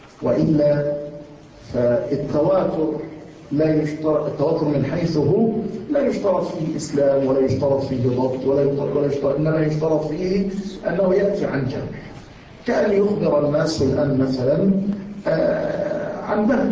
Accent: Yemen; عندنا في اليمن، وما زلت أقولها

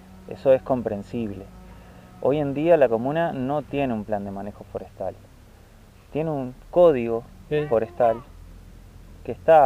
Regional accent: Ituzaingó, Buenos Aires Province, Argentina; yo vengo de zona oeste, de Buenos Aires, más bien de Ituzaingó, me crié en Ituzaingó, estudié en Luján y me desarrollé profesionalmente en Parque del Luar, que es una zona súper boscosa

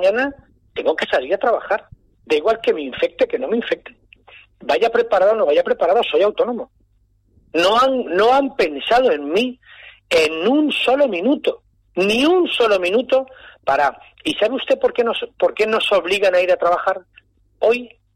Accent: Valencia, Valencian Community, Spain; lo de Che, es que soy valenciano, ya sabe que nos llaman los Ches, desde Valencia.

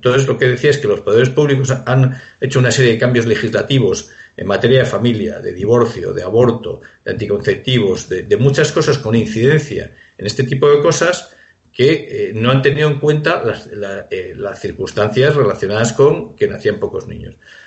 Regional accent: Spain; yo me tengo que preocupar sobre todo si soy español de mi país.

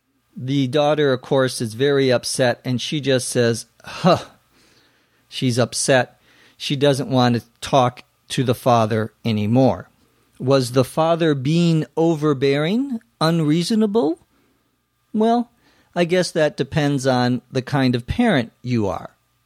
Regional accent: Minnesota, United States; To tag, T-A-G, some would pronounce it tag, but I'm from Minnesota, so I pronounce it tag

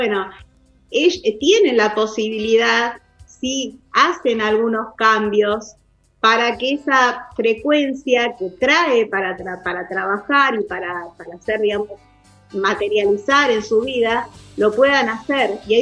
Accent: Argentina; Somos así, los argentinos somos de dar

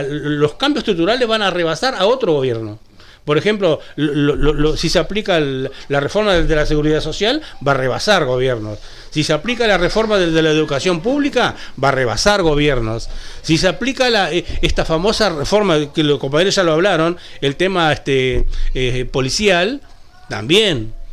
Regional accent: interior, Uruguay; Yo que soy hombre de tierra adentro también, yo no soy capitalino.

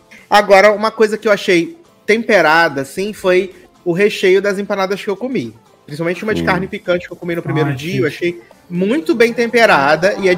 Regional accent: Brazil; Você, de onde você é? Eu sou do Brasil.

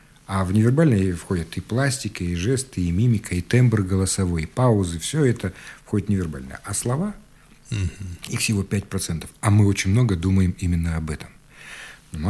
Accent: Siberia, Russia; особенно мы, сибиряки, практически не проявляем на лице.

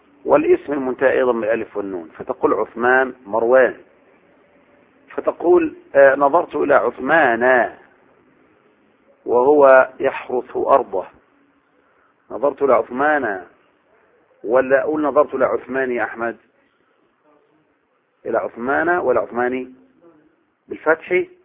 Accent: Egypt; ولهذا اللي يجي احنا نيجي بقى نستدل على بلدنا مصر بأي آية

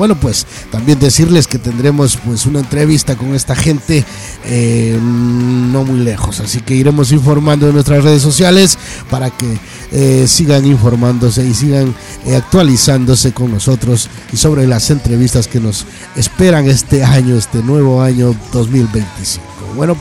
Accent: Guayaquil, Guayas, Ecuador; nos vamos hasta Guayaquil. Oye, qué grande mi tierra. Cómo no, pues tenemos también metal latinoamericano, metal patrio, como es mi patria querida, amarillo, azul y rojo.

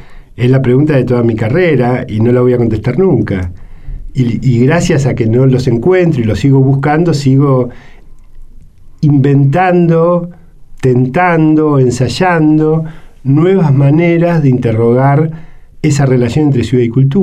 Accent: Buenos Aires, Argentina; ¿Qué es Buenos Aires para nosotros que somos de Buenos Aires?

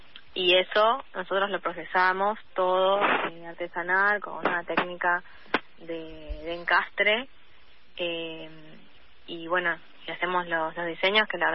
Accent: La Salada, Buenos Aires, Argentina; born there; yo nací en La Salada

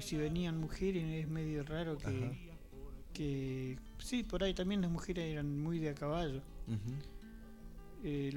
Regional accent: Cholila, Chubut, Argentina; born there; now in El Bolsón, Argentina; yo nací en Cholila y ahora por cuestiones que me vine de trabajo y estudio a estudiar y bueno, me vine a Bolsón. Primero se vino una hermana que tengo y después mi hermana me trajo para acá.

